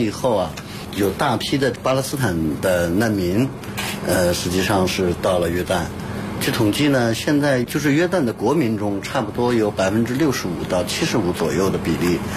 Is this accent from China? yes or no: yes; China; 那我们中国人喝完咖啡就睡不着觉了